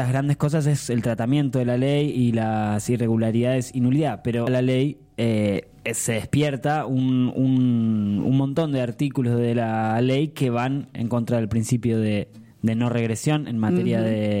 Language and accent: Spanish; Argentina; esto es lo que nos marca como historia, como pueblo argentino, a no quedarse callados